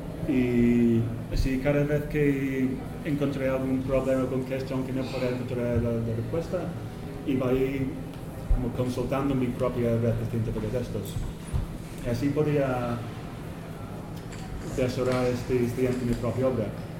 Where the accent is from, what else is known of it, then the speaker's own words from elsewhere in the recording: England, United Kingdom; Spanish is a second language; now in Spain; Soy inglés, pero llevo unas 8 años viviendo en España. Entonces espero que mi español sirve para explicar lo que quiero explicar.